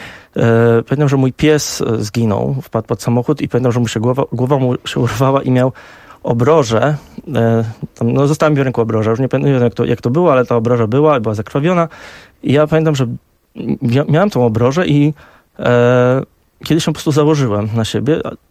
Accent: Warsaw, Masovian Voivodeship, Poland; moved away; A pojechałem do Londynu, bo urodziłem się w Warszawie, wychowałem się w Warszawie

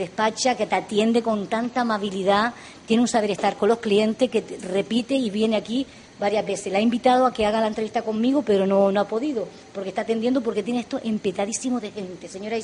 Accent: Canary Islands, Spain; Pues yo, siendo canaria, de Gran Canaria, te digo bienvenida a Canarias y a Lanzarote.

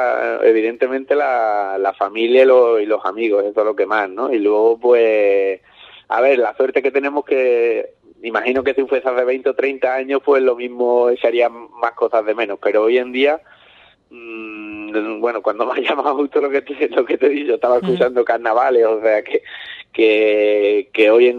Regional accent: Ubrique, Andalusia, Spain; porque sí que es verdad que yo soy muy de Ubrique, me gusta mucho Ubrique

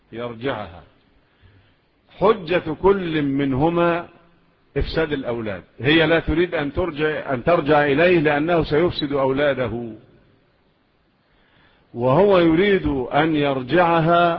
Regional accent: Egypt; والقضاء عندنا في مصر إلى الآن الأمور الشرعية على مذهب مين؟

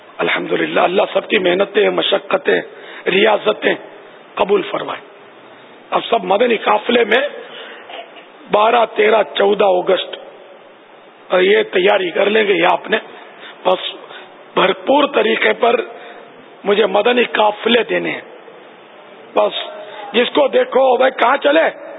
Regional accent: Karachi, Sindh, Pakistan; born there; تو سر میں باب المدینہ میں پیدا ہوا ہوں،

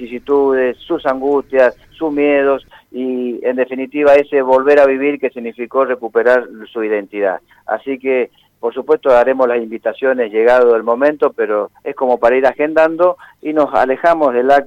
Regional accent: Argentina; Como argentino, ¿no? Te duelen, sí, como argentino, ¿no?

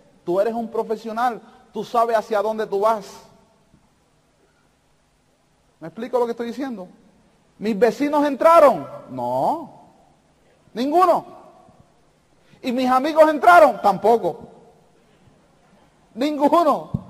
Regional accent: Puerto Rico; yo lo saludé, yo soy de Puerto Rico

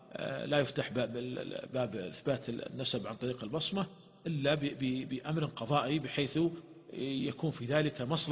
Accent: Saudi Arabia; ولهذا عندنا في المملكة العربية السعودية هناك قرار صادر مجلس الوزراء

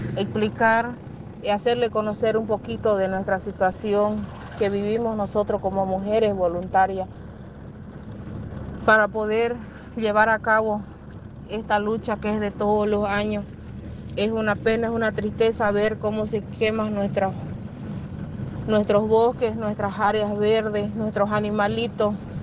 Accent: Roboré, Santa Cruz, Bolivia; Soy del municipio de Robore. Pertenezco a la comunidad indígena Aguascaliente.

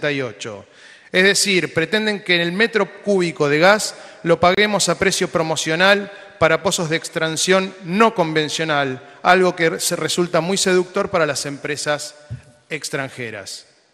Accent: Argentina; lo que nos pertenece como argentinos, nuestro subsuelo, nuestros recursos naturales

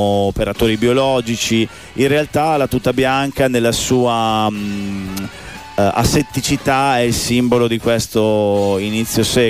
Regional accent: Piacenza, Emilia-Romagna, Italy; No, veniamo da Piacenza

